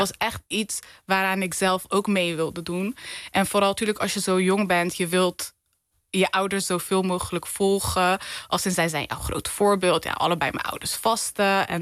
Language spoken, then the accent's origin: Dutch; Rotterdam, South Holland, Netherlands; Ik ben een echte Rotterdammer. Ik hou ook van Rotterdam. Mooiste stad van Nederland.